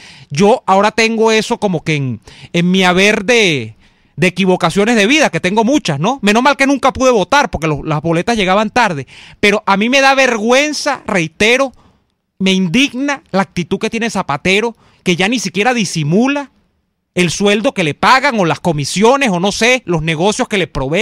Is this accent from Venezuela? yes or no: yes; Venezuela; como ciudadano venezolano español